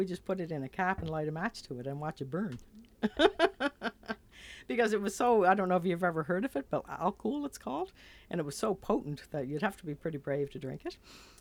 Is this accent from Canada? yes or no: yes; Charlottetown, Prince Edward Island, Canada; Well, my story, I think back to growing up in Charlottetown. And of course, Charlottetown's bigger than it used to be. But I left at age 21 and came back at 29